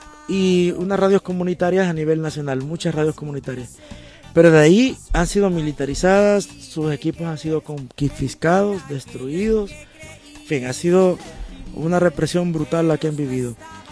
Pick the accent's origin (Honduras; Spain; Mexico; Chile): Honduras; somos un país de 7 millones de personas, 7 millones y medio, con una economía tan débil